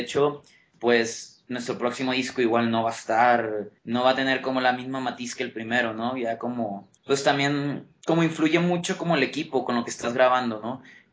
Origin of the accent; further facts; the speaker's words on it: Monterrey, Nuevo León, Mexico; now in Mexico City, Mexico; yo soy de Monterrey, pero vivo en el DF.